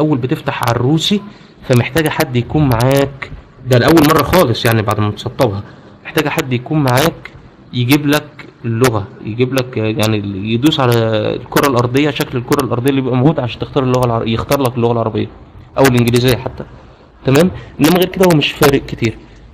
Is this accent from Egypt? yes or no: yes; Egypt; وعملت مشكله مع الشركه كبيره قوي انا عندنا في مصر